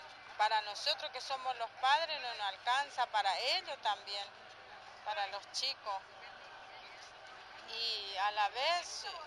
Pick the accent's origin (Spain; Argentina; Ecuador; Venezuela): Argentina; General San Martín, Chaco; Nosotros somos de General San Martín